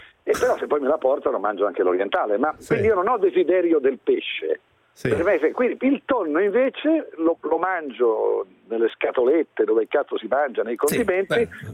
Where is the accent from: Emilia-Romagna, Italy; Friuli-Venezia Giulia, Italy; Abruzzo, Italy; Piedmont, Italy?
Emilia-Romagna, Italy; Ferrara; born there; Mentre io, che sono nato a Ferrara, oltre alle meraviglie dei cibi ferraresi